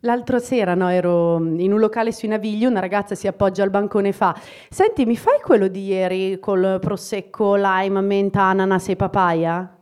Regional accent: Idro, Lombardy, Italy; io vengo da Idro, qualcuno lo conosce? No, non sapevate dove è Brescia, figurati Idro.

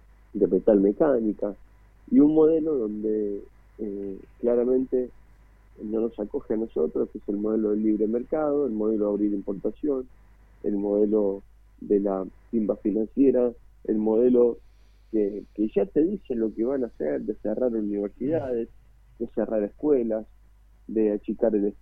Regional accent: Cruz Alta, Córdoba, Argentina; básicamente en mi pueblo yo estoy haciendo una carta para pasarla puerta por puerta a cada vecino

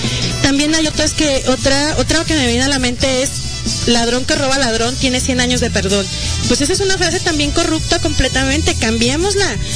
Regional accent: Arandas, Jalisco, Mexico; moved away as an adult; now in Guadalajara, Mexico; Yo soy de Arandas, yo vine hace 10 años ya a estudiar la universidad aquí a Guadalajara

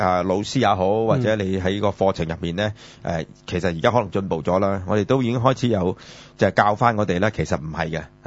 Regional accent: China; 咁、但我哋既然身為中國人咧

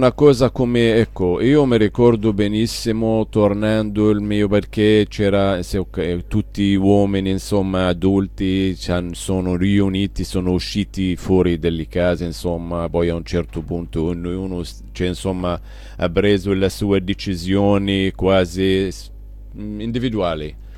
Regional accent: Palestine; per fortuna io vivo ancora nella mia Palestina e nella mia terra palestinese.

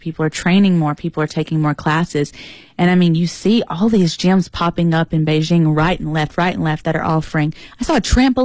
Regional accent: United States; I'm very American

